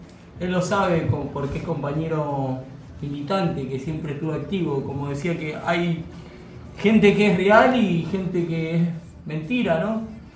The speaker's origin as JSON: {"language": "Spanish", "town": "San Miguel de Tucumán", "region": "Tucumán", "country": "Argentina", "said": "En realidad yo nací en San Miguel de Tucumán."}